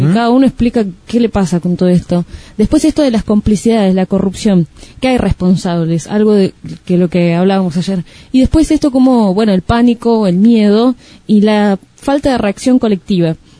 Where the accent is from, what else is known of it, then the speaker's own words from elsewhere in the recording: Moreno, Buenos Aires Province, Argentina; cada uno de nosotros somos de Moreno.